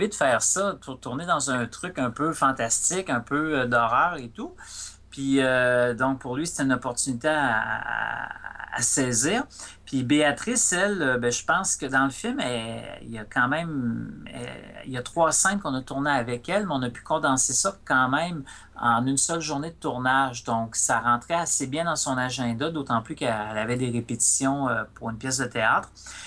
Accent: Rivière-du-Loup, Quebec, Canada; j'ai grandi sur le bord du fleuve. Tu sais, j'ai grandi à Rivière-du-Loup

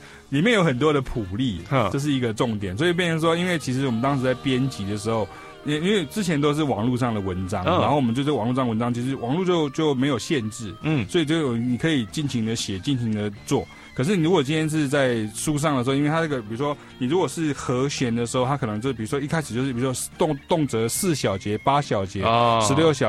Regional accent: Chiayi, Chiayi County, Taiwan; 我本身也是一个南部上来的小孩，我是嘉义的，我嘎你郎这样

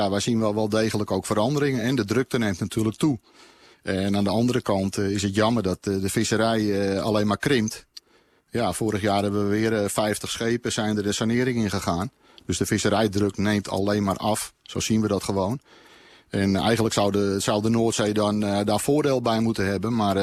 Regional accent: Netherlands; Want als Nederlanders moeten we eigenlijk allemaal een beetje trots zijn op onze vissers die wekelijks op zee zitten.

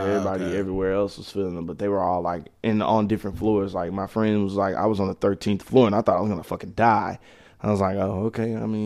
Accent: Dallas, Texas, United States; also born or lived in Tyler; I'm originally from Dallas. I was born in Oak Cliff, and I lived in Oak Cliff up until 97 when they first put DART in. Because I remember Dallas before DART. And when they first put DART in, I started living in Tyler, Texas.

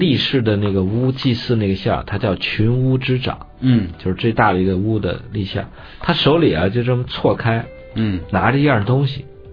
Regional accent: China; 我们中国人很普通的生活就跟天文就结合在一块儿

